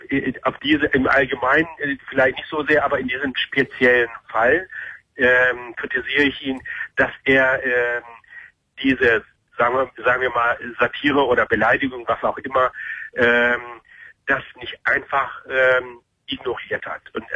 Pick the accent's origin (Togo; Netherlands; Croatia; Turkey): Turkey; now in Germany; ich komme aus der Gegend, wo das so ein bisschen im letzten Sommer eskaliert ist, gegenüber der Insel Lesbos. Da komme ich her